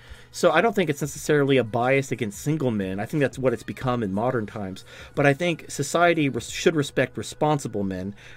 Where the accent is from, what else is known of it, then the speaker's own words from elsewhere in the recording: Atlanta, Georgia, United States; I'm an incel from Atlanta.